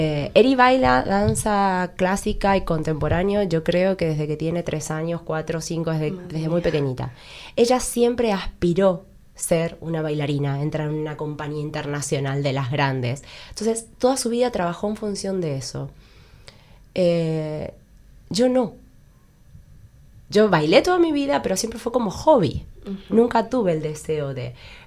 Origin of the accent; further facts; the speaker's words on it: Argentina; No sé si a vivir mucho tiempo, porque soy argentina y necesito calor